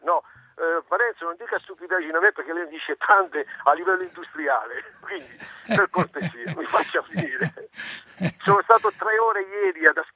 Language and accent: Italian; Bari, Apulia, Italy; now in La Spezia, Italy; siccome sono barese